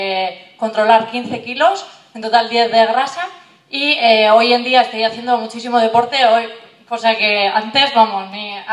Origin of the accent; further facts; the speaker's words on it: Berriz, Basque Country, Spain; vengo de Berriz.